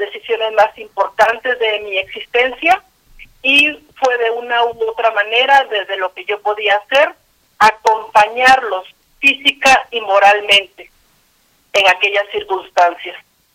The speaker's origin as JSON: {"language": "Spanish", "country": "Guatemala", "tie": "born there", "said": "soy guatemalteca de nacimiento, que nací en el contexto de una guerra civil que duró 36 años"}